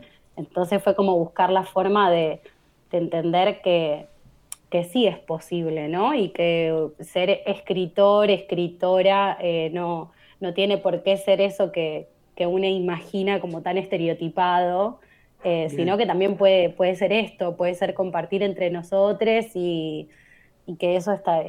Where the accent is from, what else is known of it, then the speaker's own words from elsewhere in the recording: Lomas de Zamora, Buenos Aires Province, Argentina; Me crié en Santa Marta, en Lomas de Zamora, entre Santa Marta y Villa Independencia, que son los barrios pegaditos. Y es como, bueno, soy de ahí en realidad, pero actualmente estoy viviendo en Avellaneda. Estuve en Sarandí el año pasado